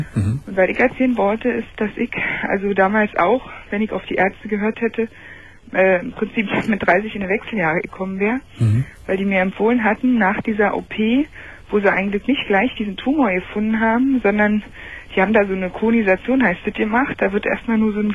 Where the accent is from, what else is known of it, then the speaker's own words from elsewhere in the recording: Berlin, Germany; now in Lindlar, Germany; Ja, also ich höre deine Sendung, also ich komme hauptamtlich aus Berlin.